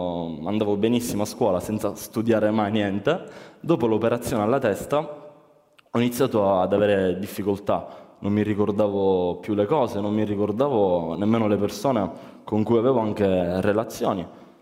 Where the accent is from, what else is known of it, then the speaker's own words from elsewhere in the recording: Sicily, Italy; perché da buon siciliano ho preso questi qua come veri esempi